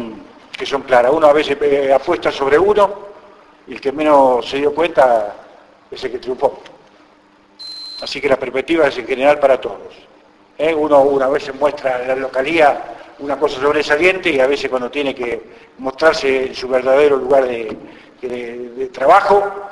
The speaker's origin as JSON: {"language": "Spanish", "country": "Argentina", "said": "Yo, como argentino, me siento contento."}